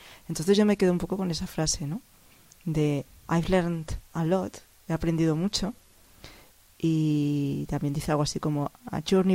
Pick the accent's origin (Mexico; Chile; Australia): Mexico; Claro, si soy mexicano, bueno, algo así